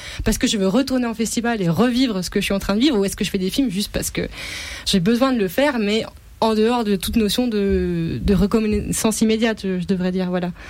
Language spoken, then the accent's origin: French; France; mais en tant que Français, on se sent à l'aise.